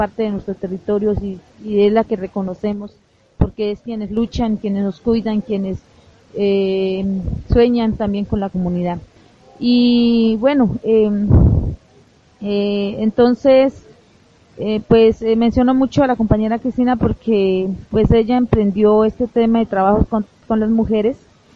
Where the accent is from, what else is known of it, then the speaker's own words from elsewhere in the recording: Toribío, Cauca, Colombia; vengo desde Colombia, del municipio de Toribío. Pertenezco al proyecto NASA, es el plan de vida de la comunidad indígena de nuestro territorio.